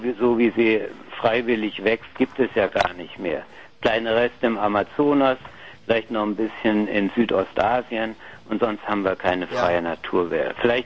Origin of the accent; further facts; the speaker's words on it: Heidelberg, Baden-Württemberg, Germany; Ich bin in Heidelberg aufgewachsen.